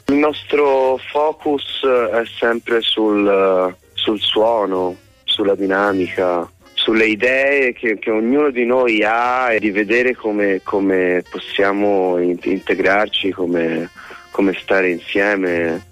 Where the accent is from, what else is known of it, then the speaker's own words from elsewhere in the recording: Florence, Tuscany, Italy; io sono di Firenze